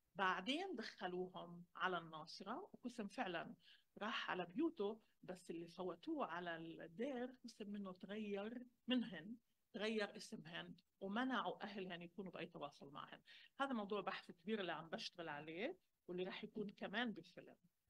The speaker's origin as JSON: {"language": "Arabic", "country": "Palestine", "said": "يعني عمليا إحنا كفلسطينية أخذنا صورة ما واستخدمناها بسياق مختلف"}